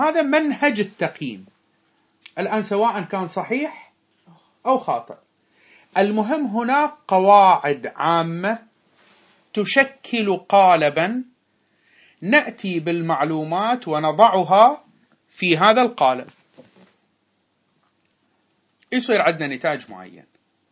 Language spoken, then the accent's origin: Arabic; Bahrain; أحد الخطباء عندنا في البحرين